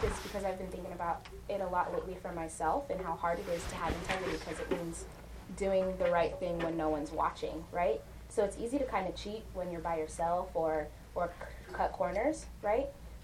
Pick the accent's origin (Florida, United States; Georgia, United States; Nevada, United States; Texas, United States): Nevada, United States; Las Vegas; also born or lived in Uganda; I was born in Uganda, but I grew up here in Las Vegas.